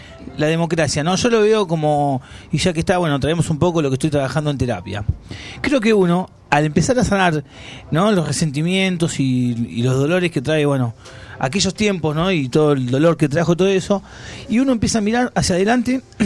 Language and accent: Spanish; Argentina; Porque somos así los argentinos, ¿no?